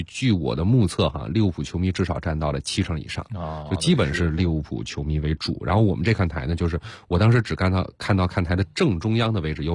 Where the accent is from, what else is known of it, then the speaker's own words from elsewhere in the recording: Beijing, China; 我说我是从中国，从北京来的。